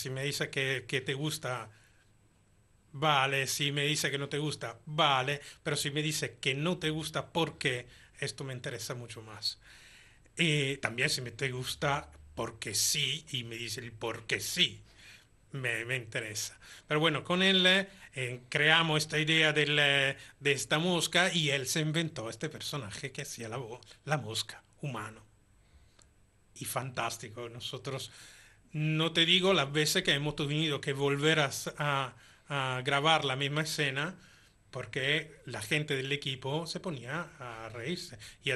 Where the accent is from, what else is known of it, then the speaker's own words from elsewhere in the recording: Italy; Spanish is a second language; yo soy italiano, evidentemente, por lo cual tengo poca facilidad de escribir algo que sea creíble